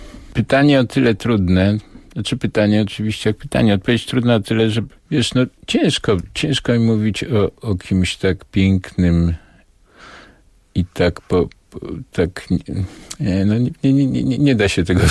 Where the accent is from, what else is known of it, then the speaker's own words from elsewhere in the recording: Nowy Sącz, Lesser Poland, Poland; te późne lata 50., ta stara część Sądcza, w której się urodziłem, w której mieszkałem